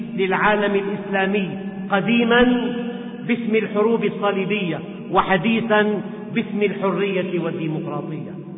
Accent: Syria; ومعظمهم من بلدنا سوريا

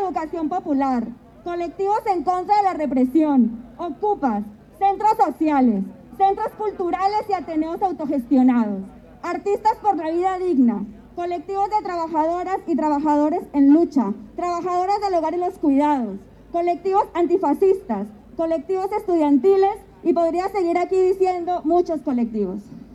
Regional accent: Colombia; Como decimos en mi tierra Colombia, aprender caminando, fortalecer puentes y, en definitiva, tejer sueños en esta tierra insumisa.

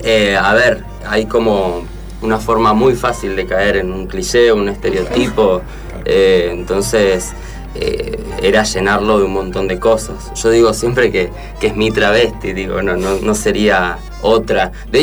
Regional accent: Mendoza, Argentina; also born or lived in Rosario; soy, bueno, mitad rosarino, mitad mendocino.

